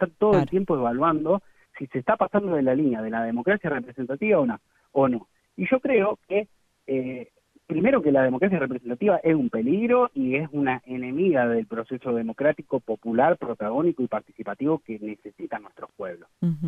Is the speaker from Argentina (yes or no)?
yes; Argentina; yo como argentino no quiero que me sancionen económicamente